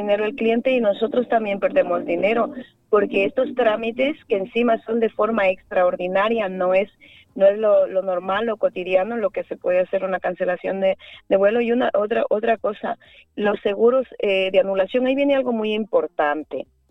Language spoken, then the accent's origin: Spanish; Zamora-Chinchipe, Ecuador; Yo soy una persona de Zamora Chinchipe, donde hemos nacido y pisado oro. No he querido explotar mi tierra, mi provincia, y he salido fuera a trabajar para no perjudicar la naturaleza